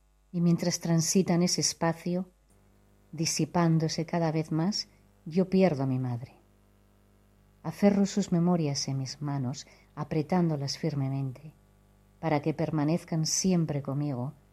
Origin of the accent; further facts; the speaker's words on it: Asturias, Spain; now in Gijón, Spain; soy de La Cuenca. Viví muchos años fuera de España y ahora desde hace un tiempo resido en Gijón.